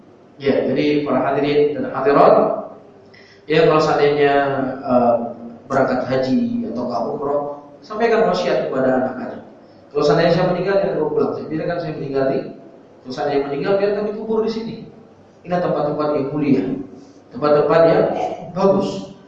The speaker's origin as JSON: {"language": "Indonesian", "region": "Aceh", "country": "Indonesia", "said": "Adapun negeri kita Aceh enggak ada pengecualian. Ya, negeri Aceh apapun pujian-pujian untuk negeri Aceh, tetap Dajjal akan masuk ke sini."}